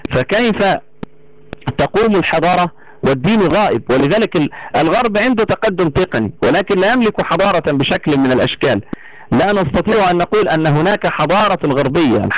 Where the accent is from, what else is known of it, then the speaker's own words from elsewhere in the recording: Egypt; يعني مثلا لو أنك نظرت إلى ما يعرف عندنا في مصر باسم أبو كريفة